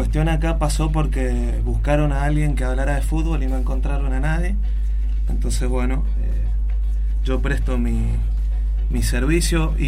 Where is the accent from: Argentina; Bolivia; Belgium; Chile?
Argentina; de ponernos a pensar como argentinos dónde depositamos todo nuestro, todo el valor de lo que somos como país